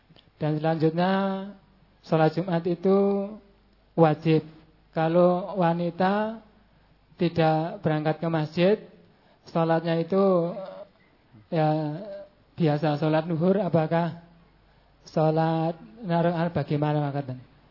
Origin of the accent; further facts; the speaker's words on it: Gedangsari, Special Region of Yogyakarta, Indonesia; Saya dari Dusun Talun, Kedukuhan Tanjung. Kelurahan Tegarejo, Kecamatan Gedang Sari, Kabupaten Gunung Kidul.